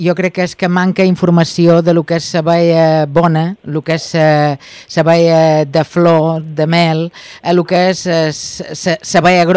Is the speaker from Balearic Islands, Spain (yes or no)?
yes; Ibiza, Balearic Islands, Spain; nosaltres, com a eivissencs que som, hi participarem també